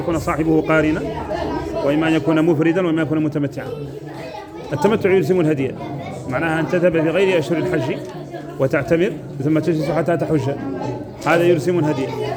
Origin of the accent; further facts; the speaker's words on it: Mauritania; هو لمن ونحن موريتاني